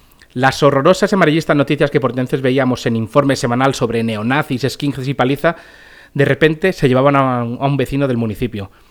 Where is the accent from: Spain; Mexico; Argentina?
Spain; Pinto, Community of Madrid; un chico de mi pueblo, Pinto, al que mataron en Arganda el 14 de octubre del 95. Y como esto es un pueblo, se trataba del hermano de una amiga.